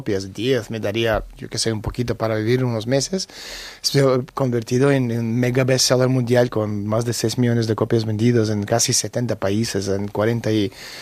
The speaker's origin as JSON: {"language": "Spanish", "country": "Lithuania", "tie": "born there", "first_language": "Russian", "second_language": "Spanish", "said": "Yo soy ruso, nací en Unión Soviética, en Lituania, pero no soy lituano, como muchos de vez en cuando ha visto cosas diciendo, estoy lituano, no soy lituano. Nací en República Soviética de Lituania, somos rusos, hablamos ruso, no hablamos lituano"}